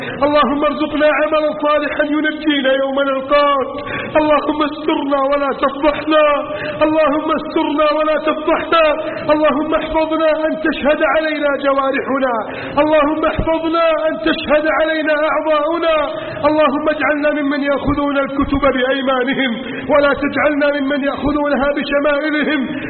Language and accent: Arabic; Egypt